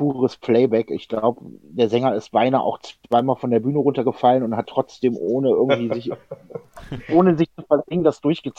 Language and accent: German; Düsseldorf, North Rhine-Westphalia, Germany; also born or lived in Berlin